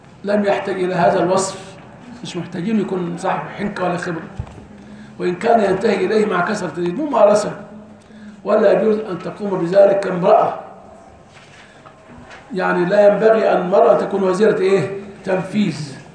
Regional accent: Egypt; لان احنا عندنا في مصر احيانا قد يولى

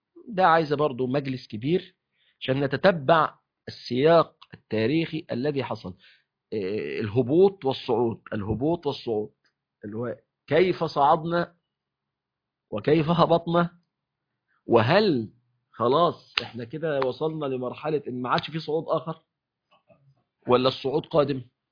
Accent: Egypt; يعني احنا عندنا في مصر مثلا

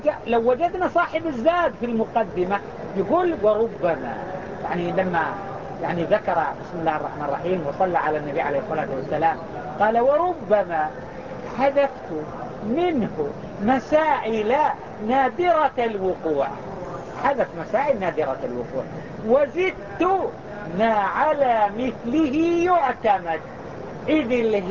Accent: Mecca, Makkah Province, Saudi Arabia; وهو ما يسمى عندنا في مكة يسمى بالحكر

